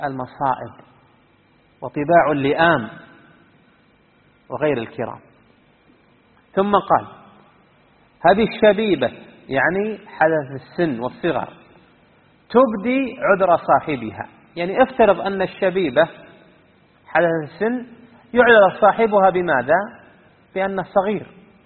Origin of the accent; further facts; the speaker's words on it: Unaizah, Al-Qassim, Saudi Arabia; كان عندنا الناس يلعبون في ديرتنا في عنيزة تحت قبة من القبب